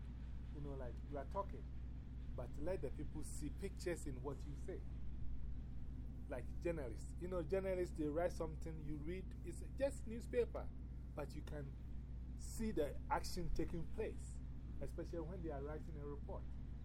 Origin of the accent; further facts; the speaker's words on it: Ghana; I'm from Ghana, West Africa.